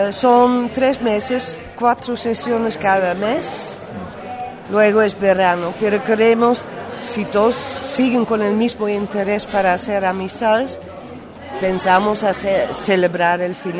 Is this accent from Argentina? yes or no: no; Netherlands; Spanish is a second language; now in Spain; Bueno, me siento muy holandesa, pero muy el mundo es mi casa.